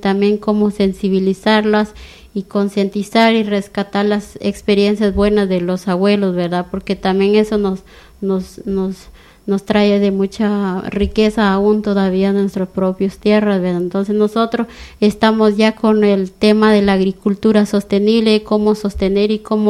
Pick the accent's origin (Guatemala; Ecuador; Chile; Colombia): Guatemala; Concepción Huista, Huehuetenango; also born or lived in Chiapas, Mexico; yo vivía en un pueblo que se llama Concepción Huistahuetenango. Ese es mi pueblo original, ¿verdad?